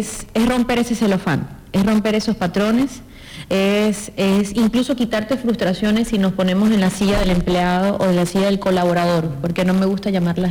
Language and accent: Spanish; Venezuela; Sí, soy venezolana, de ahí el acento.